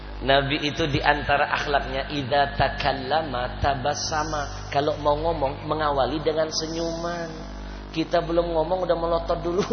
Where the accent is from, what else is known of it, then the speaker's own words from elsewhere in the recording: Palembang, South Sumatra, Indonesia; Dulu di kampung saya di Palembang